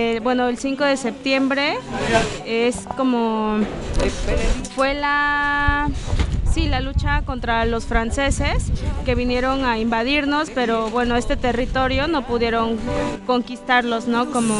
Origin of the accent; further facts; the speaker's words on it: Juchitán de Zaragoza, Oaxaca, Mexico; soy de aquí del Istmo, de Juchitán de Zaragoza.